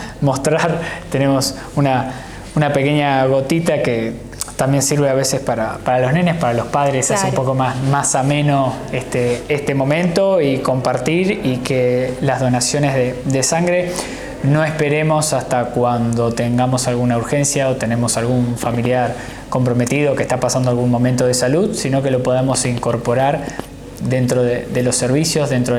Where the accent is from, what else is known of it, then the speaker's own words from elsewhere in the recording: Cañuelas, Buenos Aires Province, Argentina; soy de acá de Cañuelas